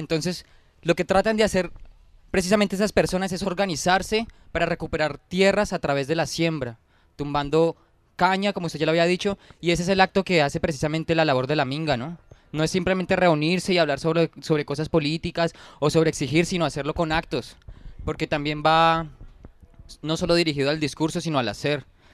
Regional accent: Colombia; me hace pensar también en la discriminación que nosotros como colombianos también tenemos hacia nosotros mismos

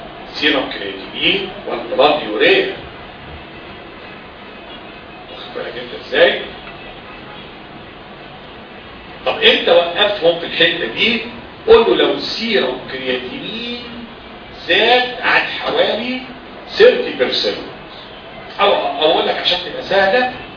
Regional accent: Egypt; ده احنا عندنا في مصر دي مليانه مرضى كبد

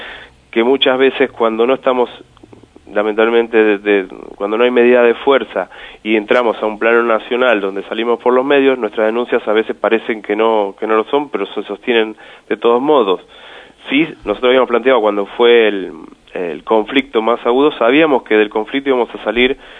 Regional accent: Moreno, Buenos Aires Province, Argentina; los que somos de Moreno y los que somos bonaerenses

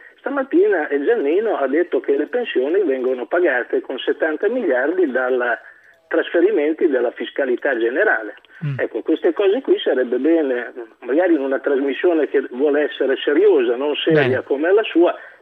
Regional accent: Emilia-Romagna, Italy; e come diciamo noi da queste parti, io sono romagnolo

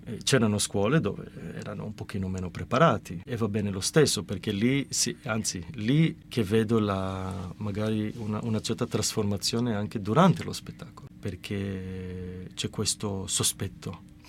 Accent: Genoa, Liguria, Italy; che mi fa ridere oggi perché da genovese è proprio il binario da dove partono tuttora i treni per Genova

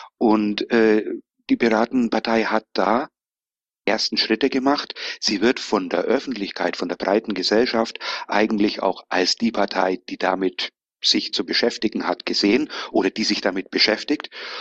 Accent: Bavaria, Germany; accent: Bavarian; Wie man aus dem Dialekt hören kann, bin ich aus Bayern. Ich wohne zur Hälfte allerdings auch in Spanien

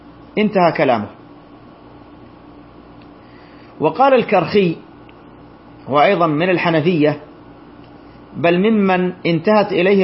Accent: Saudi Arabia; وهذا ما عليه فتوى اللجنة الدائمة عندنا بالمملكة العربية السعودية

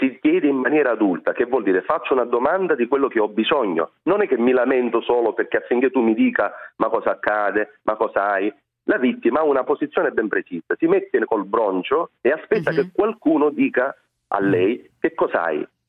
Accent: Sicily, Italy; Poi io sono siciliano

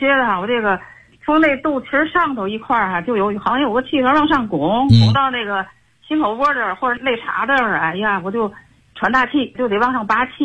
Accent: Tianjin, China; 我是天津的，今年70岁了。

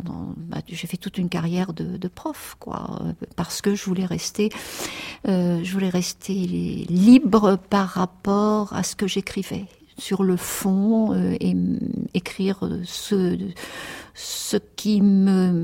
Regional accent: Lillebonne, Normandy, France; born there; Je suis née en Normandie, je suis née à Lillebonne, dans une petite ville qui se trouve à 25 km du Havre à peu près, et dans un quartier très ouvrier qui s'appelait La Vallée, donc pendant la guerre. Et mes parents tenaient là un café-épicerie

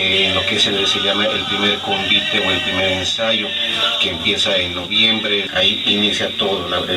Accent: Oruro, Bolivia; gente, tanto los que somos de Oruro como los que vienen de otras ciudades de Bolivia

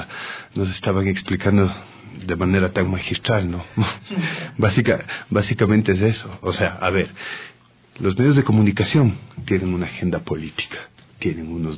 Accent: Ecuador; esas son las opiniones con las cuales nosotros como ecuatorianos tenemos que convivir todo el tiempo

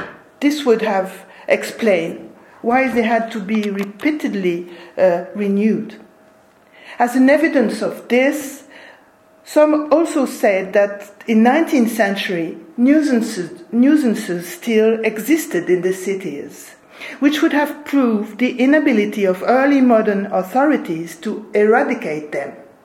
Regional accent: eastern France, France; born there; English is a second language; Well, I was born in Eastern France in a generation where students learned German, and so I'm still unable to talk Spanish today.

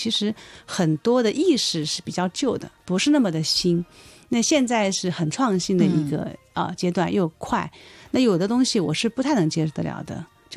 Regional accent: South China, China; 而且呢我是南方人啊，又咬字又不好

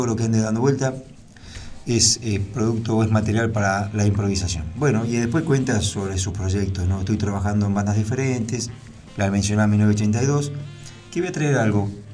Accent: Norway; born there; Spanish is a second language; soy ante todo un baterista, pero también un compositor y director de bandas. Nací en Noruega en el año 82, vivo en Bergen desde el año 2004.

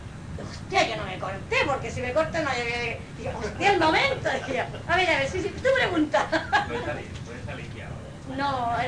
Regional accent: Chile; bueno, soy de Chile, pero que estaba aquí

